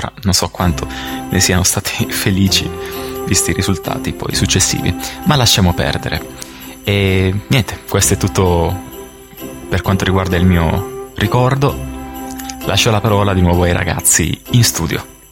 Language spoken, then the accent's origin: Italian; Basilicata, Italy; Io sono della Basilicata, dalle mie parti non c'era possibilità di acquistare alcun computer, a dire vero, nel mio piccolo paese, e in Basilicata c'erano sempre dei ritardi incredibili